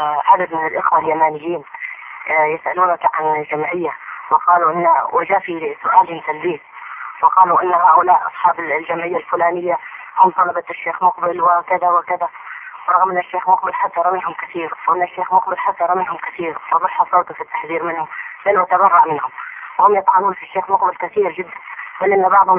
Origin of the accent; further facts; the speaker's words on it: Hadhramaut, Yemen; عندنا في حضرموت في كل بلية